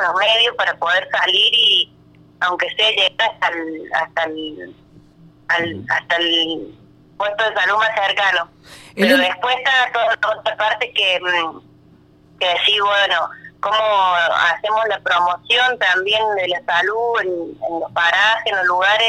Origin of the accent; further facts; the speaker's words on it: Paso Viejo, Córdoba, Argentina; Soy de Paso Viejo, ajá, de un pueblo de la localidad de Cruz del Eje, del departamento Cruz del Eje.